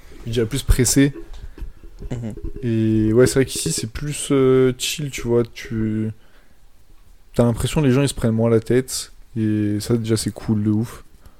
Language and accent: French; Switzerland; Ah, mais moi je suis suisse!